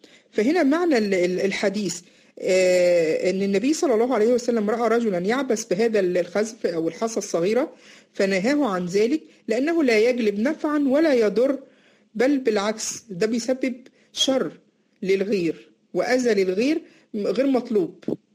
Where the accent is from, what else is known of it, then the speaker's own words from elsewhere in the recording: Egypt; اللي هو بيسموه عندنا في مصر النبلة